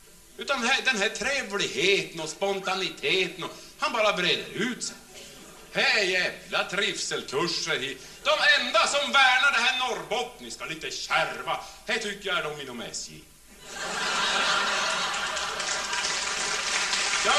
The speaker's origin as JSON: {"language": "Swedish", "region": "Norrland", "country": "Sweden", "said": "det värsta som vi norrlänningar har blivit utsatta för"}